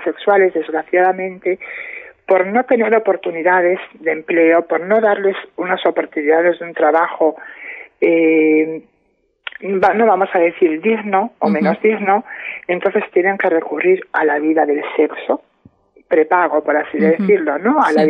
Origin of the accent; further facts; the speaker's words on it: Padrón, Galicia, Spain; Yo he tenido que salir con 18 años, 19 años, me fui de Padrón, me fui a Santiago, empecé a vivir mi vida sola